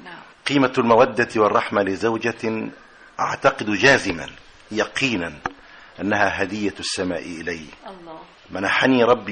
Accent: Shubra Haris, Qalyubia, Egypt; وإلى أهل قريتي شبرا هارس مركز سوق محافظة القليوبية،

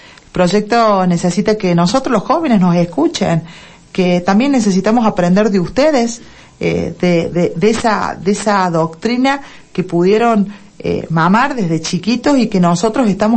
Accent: Deán Funes, Córdoba, Argentina; Soy nacida en Dian Funes, criada en Dian Funes

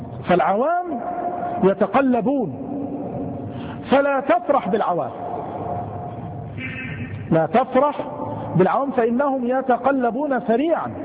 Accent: Mansoura, Dakahlia, Egypt; لما خرج بعض المغفلين خاصة عندنا في المنصورة

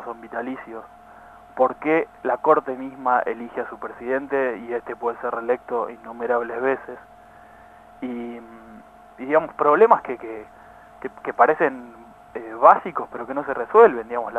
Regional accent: Argentina; A nosotros como argentinos y ciudadanos nos tiene que preocupar

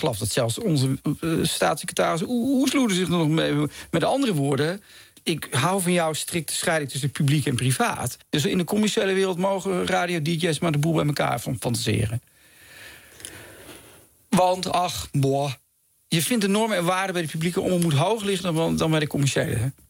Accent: Zeegse, Drenthe, Netherlands; also born or lived in Utrecht; Ik ben geboren in Utrecht, maar al heel vroeg verhuisd naar een klein plaatsje in Drenthe, Zeegse.

